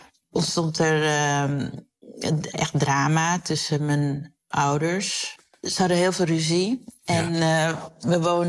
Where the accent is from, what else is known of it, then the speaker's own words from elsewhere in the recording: Koraal Specht, Curaçao; born there; Ik werd in Koraalspecht geboren. Zo'n echte typische Curaçaose wijk.